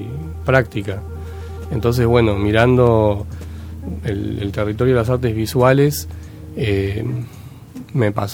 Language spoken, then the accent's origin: Spanish; Buenos Aires, Argentina; como porteño no conocía cuáles eran realmente los motivos de tanta violencia social